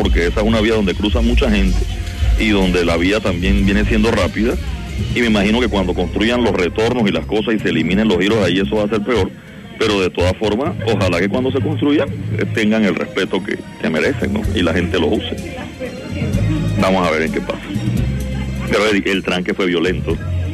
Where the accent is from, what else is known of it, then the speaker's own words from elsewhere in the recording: Panama; si hay algo que a mí me da pena como panameño, como ciudadano